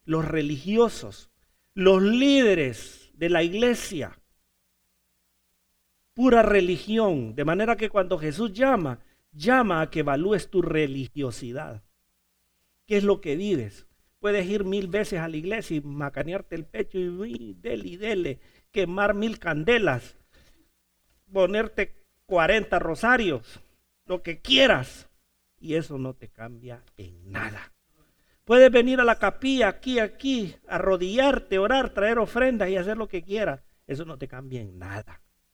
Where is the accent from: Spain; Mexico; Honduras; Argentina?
Honduras; ¿Y tú eres mexicano? No soy mexicano, soy hondureño. ¿Pero hablas mexicano? No, no, yo no hablo mexicano, yo hablo español.